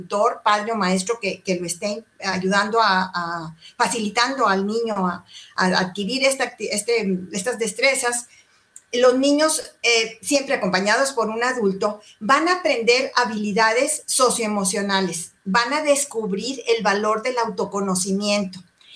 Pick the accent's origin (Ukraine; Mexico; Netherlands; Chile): Mexico; de México, tengo 50 años de casada